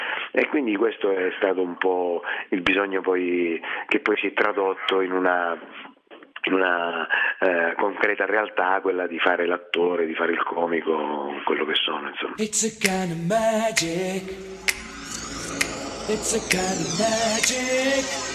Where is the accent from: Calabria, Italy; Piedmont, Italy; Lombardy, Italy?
Calabria, Italy; Reggio Calabria; il trascorso calabrese, Reggino in particolare, perché sono di Reggio Calabria